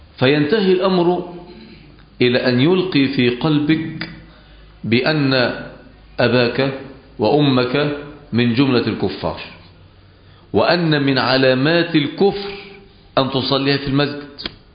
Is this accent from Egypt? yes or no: yes; Egypt; كان عندنا في مصر في فترة السبعينات فتنة كبيرة جدا، هي فتنة التكفير